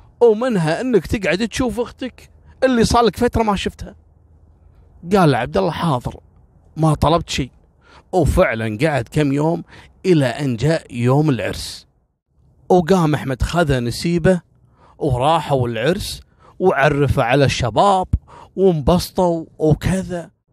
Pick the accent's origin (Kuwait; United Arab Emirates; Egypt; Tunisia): Kuwait; صارت عندنا في الكويت قبل كم سنة